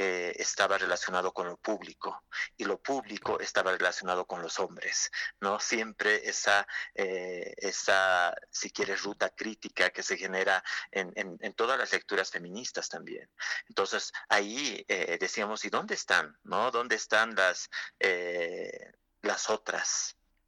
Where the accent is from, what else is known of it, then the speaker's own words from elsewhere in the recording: La Paz, Bolivia; No, somos de aquí, de La Paz, que no.